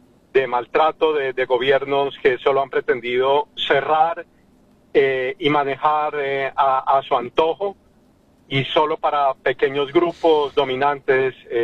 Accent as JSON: {"language": "Spanish", "country": "Colombia", "said": "no se nos corta ese cordón umbilical que nos indica que somos colombianos"}